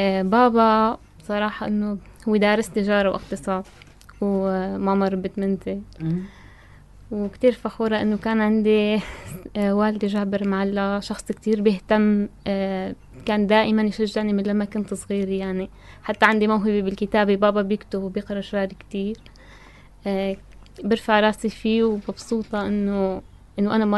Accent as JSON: {"language": "Arabic", "town": "Tartus", "region": "Tartus Governorate", "country": "Syria", "tie": "born or raised there", "said": "لا أنا ساكنة بطرطوس من صغري."}